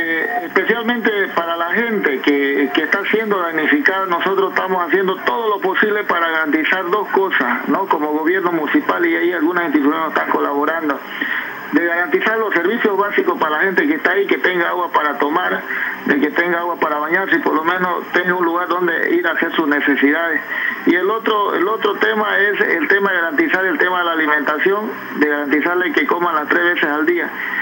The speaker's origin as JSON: {"language": "Spanish", "region": "Pando", "country": "Bolivia", "said": "los que somos acá de Pando, históricamente yo he sufrido una de ellas, digamos, hace 20 años"}